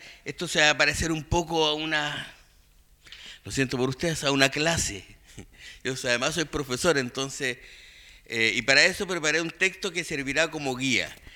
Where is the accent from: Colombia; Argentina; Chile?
Chile; Los Lagos; Estoy de vuelta en mi tierra. Yo viví 6 años aquí en Chiloé. Soy de los Palafitos de Gamboa